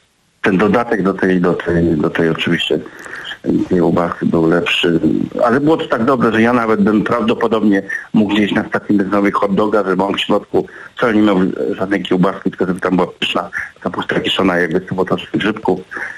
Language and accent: Polish; Lublin Voivodeship, Poland; tak się tutaj mówi na gdzie są Bieszczady, w górach, u nas na Lubelszczyźnie mówi się kwasówka.